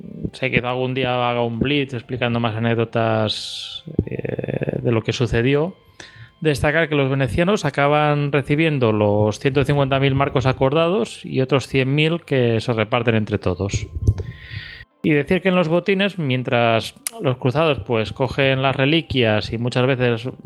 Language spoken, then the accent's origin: Spanish; Catalonia, Spain; como catalán y conocedor de la historia de Salmamogábares